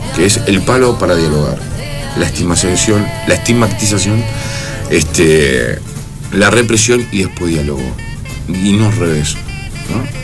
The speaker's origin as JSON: {"language": "Spanish", "country": "Argentina", "said": "Dejemos de ser hipócritas como argentinos y digamos las cosas como son, porque si no, este país no se arregla así."}